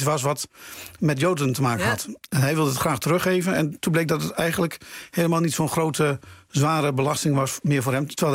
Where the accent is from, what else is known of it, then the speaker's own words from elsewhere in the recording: Drenthe, Netherlands; born there; Ik ben geboren in Drenthe, ja.